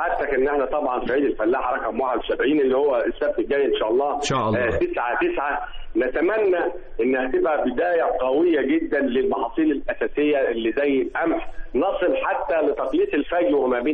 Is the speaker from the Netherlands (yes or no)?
no; Upper Egypt, Egypt; عندنا في الصعيد زراعة القصب.